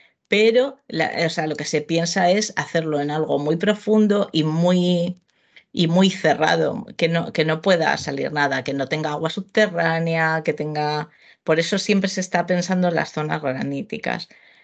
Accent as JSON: {"language": "Spanish", "region": "Community of Madrid", "country": "Spain", "tie": "born or raised there", "said": "lo ponían muy cerca de mi pueblo, que está en el suroeste de Madrid"}